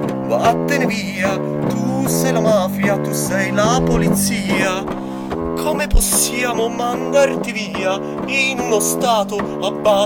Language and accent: Italian; Florence, Tuscany, Italy; da fiorentino è impossibile cantare americano